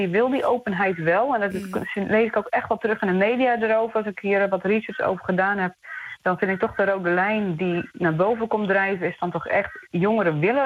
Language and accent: Dutch; Netherlands; now in Australia; Ja, als Nederlander moet ik daar toch altijd zelf een beetje aan wennen.